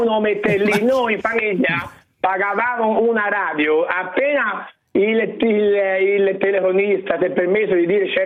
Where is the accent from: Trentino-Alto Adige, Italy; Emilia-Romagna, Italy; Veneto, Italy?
Emilia-Romagna, Italy; Predappio; Perché io vengo da Predappio.